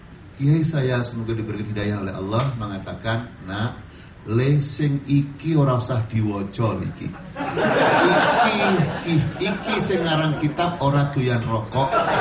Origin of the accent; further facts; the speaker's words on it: Bekasi, West Java, Indonesia; Bekasi kan tangga kita, daerah saya.